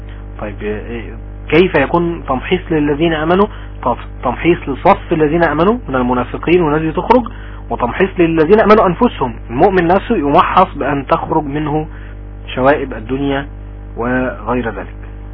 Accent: Egypt; يعني ابسط مثال عندنا في مصر مثلا

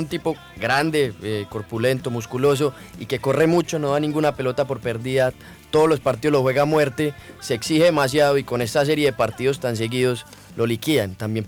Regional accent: Colombia; acá yo soy colombiano.

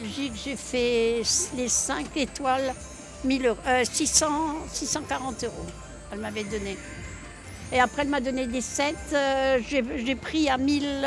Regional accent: Strasbourg, Grand Est, France; Parce que nous, on vient de Strasbourg.

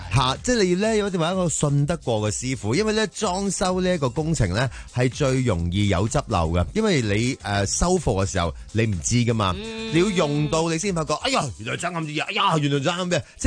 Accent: Hong Kong; 因为我哋香港人咧有一个咧，其实都唔系话咁好嘅习惯

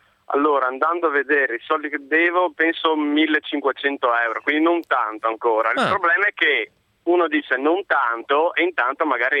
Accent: Buia, Friuli-Venezia Giulia, Italy; Sono di Buia, Udine.

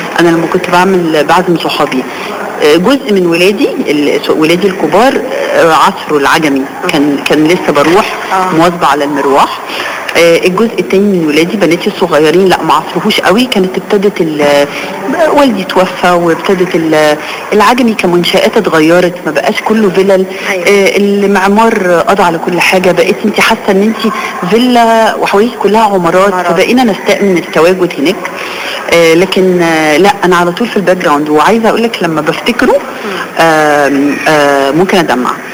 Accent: Alexandria, Alexandria Governorate, Egypt; مولودة في اسكندرية وعايشة طول عمري في اسكندرية

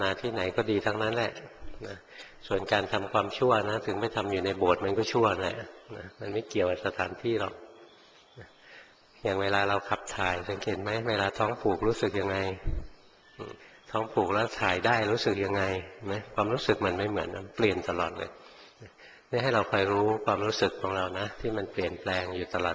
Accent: Bangkok, Thailand; หลวงพ่อเกิดในกรุงเทพโตอยู่ในกรุงเทพเรียนอยู่ในกรุงเทพทำงานในกรุงเทพอยู่ในเมืองมาตลอด

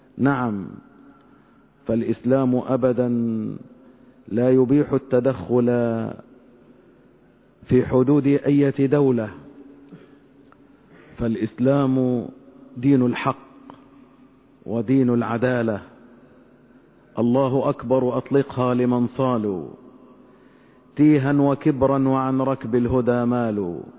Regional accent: Egypt; نسأل الله تبارك وتعالى أن يحفظ بلادنا مصر من كل مكروه وسوء.

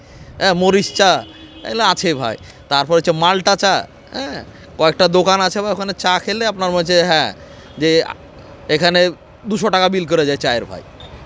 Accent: Rajshahi, Rajshahi Division, Bangladesh; যেহেতু আমরা রাজশাহীর লোকের তো একটু বুঝে নিত

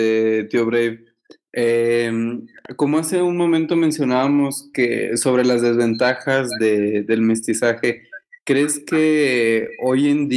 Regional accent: Spain; aquí quienes somos españoles dentro del mismo país queremos tener una colonia donde vivamos entre nosotros

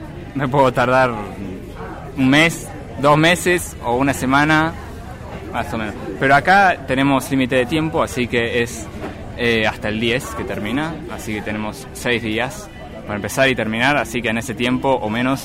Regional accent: Buenos Aires, Argentina; born there; Yo vivo en Carrupa, China, en Nono, a 8 kilómetros del centro. Nací en Buenos Aires, pero vivo acá hace unos 15 años, más o menos.

